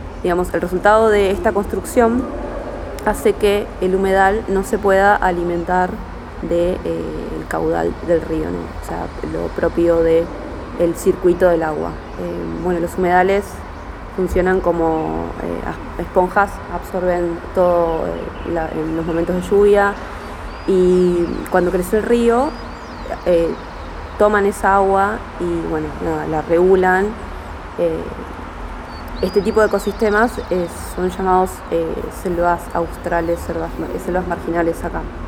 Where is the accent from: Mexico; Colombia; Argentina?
Argentina; Berazategui, Buenos Aires Province; soy ciudadana de Berazategui de toda la vida.